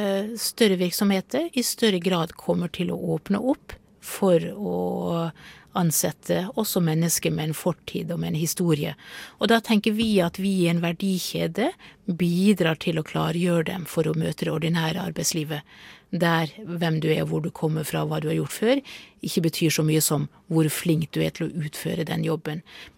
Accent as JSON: {"language": "Norwegian", "region": "Møre og Romsdal", "country": "Norway", "said": "Jeg er sunnmøring"}